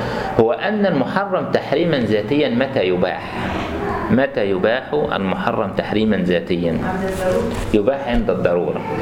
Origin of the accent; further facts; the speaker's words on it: Egypt; ان عندنا في مصر مسألة النساء في المجال الطبي يعني متأخرات شوية